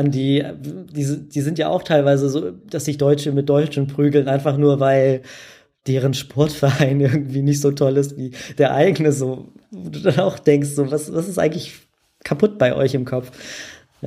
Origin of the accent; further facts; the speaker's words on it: Hamburg, Germany; keine Ahnung, ich komme jetzt aus Hamburg, soll ich jetzt zurück nach Hamburg?